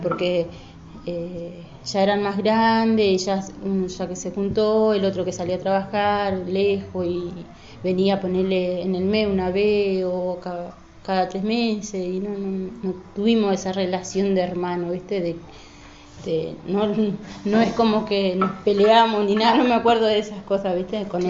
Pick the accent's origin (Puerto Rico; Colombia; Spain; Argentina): Argentina; Quitilipi, Chaco; En Chaco. Ahí estudié, hice mis estudios primario y bueno, hasta tercer año de secundario. A los 17 años...